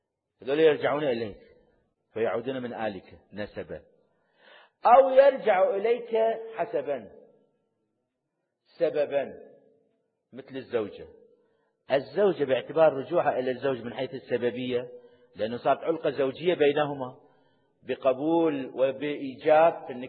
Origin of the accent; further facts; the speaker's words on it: Iraq; فأنتم من العراقيين وأنا عراقي، فنتكلم باللغة العراقية